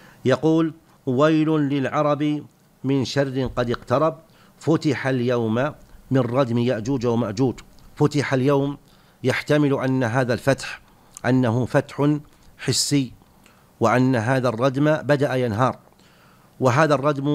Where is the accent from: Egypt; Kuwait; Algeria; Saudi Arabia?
Saudi Arabia; نحن بحمد الله في هذه البلاد، بلادنا المملكة العربية السعودية